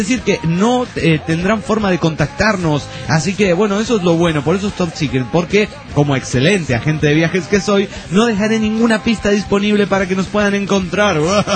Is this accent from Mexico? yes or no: no; Argentina; o que pasaremos por mi tierra natal, Argentina.